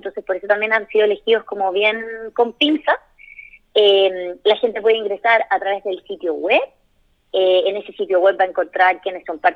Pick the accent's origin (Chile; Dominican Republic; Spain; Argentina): Chile; ¿Cómo lo traemos a Chile? ¿Cómo lo hacemos real, pero en mi país, para nuestra gente?